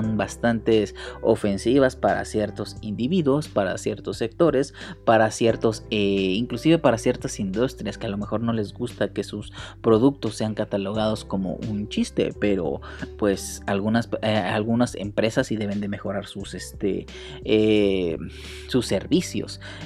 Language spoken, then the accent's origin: Spanish; Mexico; como mexicanos nos debe interesar